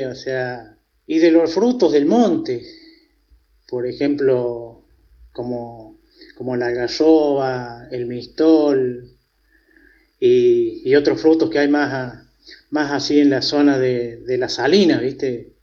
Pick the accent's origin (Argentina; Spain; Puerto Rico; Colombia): Argentina; Cruz del Eje, Córdoba; soy de la Comunidad de la Libertad, al norte de la ciudad de Cruz del Eje, 60 kilómetros hacia el norte, al límite con las Salinas Grandes. Y aquí vivo y trabajo desde hace 59 años, que es mi edad.